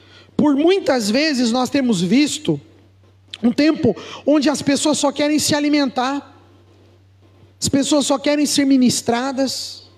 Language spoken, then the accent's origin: Portuguese; São Paulo, Brazil; a gente é paulista, mas a gente se convive bem com os mineiros, com os baianos, com os sulistas, né?